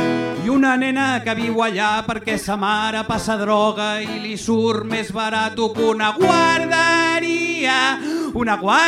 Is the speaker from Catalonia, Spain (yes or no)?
yes; Cerdanyola del Vallès, Catalonia, Spain; Jo sóc de Cerdanyola. Vale? Cerdanyola és aquell lloc on els de Ripollet voldrien viure i on la gent pobra de Sant Cugat acaba vivint.